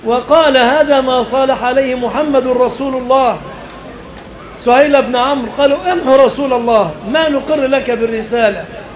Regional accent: Egypt; أن يحفظ بلادنا مصر آمنة من الفتن

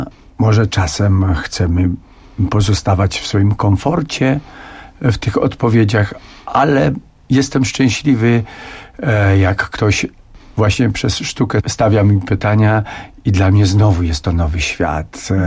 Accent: Podhale, Poland; jestem zurbanizowanym góralem.

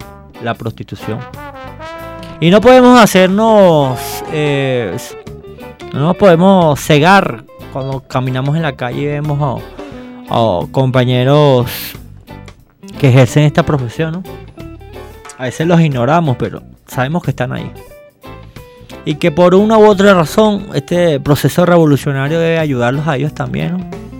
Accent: Venezuela; tenemos que corregir este tipo de cosas que nos ocurren como venezolanos, compatriotas todos

